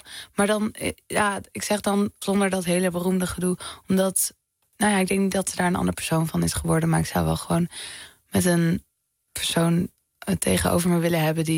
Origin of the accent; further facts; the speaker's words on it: Amsterdam, North Holland, Netherlands; Nou, ik ben opgegroeid in de Pijp.